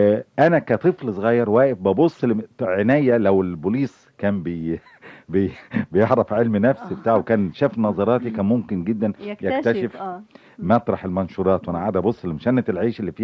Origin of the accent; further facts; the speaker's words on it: Cairo, Cairo Governorate, Egypt; أنا قاهري مولود في حي بولاء، حي عمال وحي عمل يعني ونشاط كله.